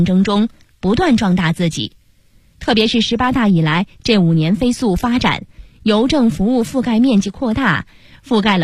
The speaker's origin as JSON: {"language": "Chinese", "town": "Changping", "region": "Beijing", "country": "China", "said": "我是北京人，也是昌平人， 耄耋之年"}